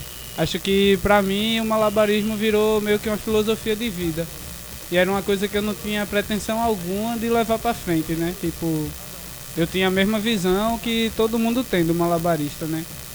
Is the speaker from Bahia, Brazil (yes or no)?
no; Camaragibe, Pernambuco, Brazil; sou malabarista também, trabalho na rua, sou de Camaragibe